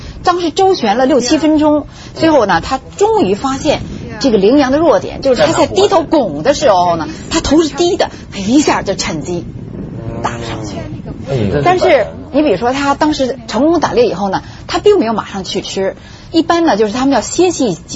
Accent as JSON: {"language": "Chinese", "country": "China", "said": "我觉得我作为中国人，我不能对得起他们。"}